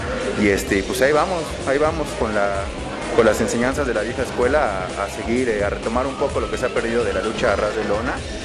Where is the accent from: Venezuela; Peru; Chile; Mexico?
Mexico; Mexico City; yo soy del DF, pero bueno, ¿qué te digo? También traigo sangre tapatía, ¿no?